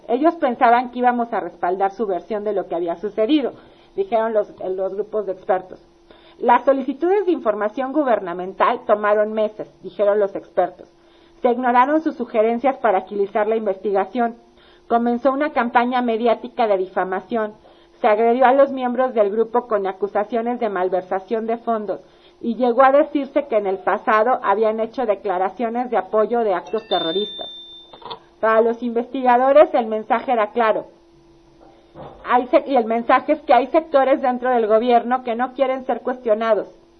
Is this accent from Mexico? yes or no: yes; Mexico; que nos duele como mexicanos y que también nos avergüenza.